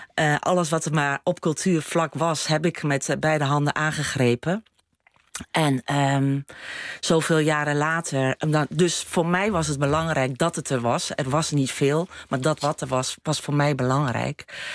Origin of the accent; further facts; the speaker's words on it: Haarle, Overijssel, Netherlands; En Salland, dat is waar ik vandaan kom. Dat is Haarle. Ik kom uit Haarle. Ik ben een boerendochter. Ja. En ben dus geboren en getogen in een kleine gemeenschap, zeg maar, in Haarle. Ja. In Salland.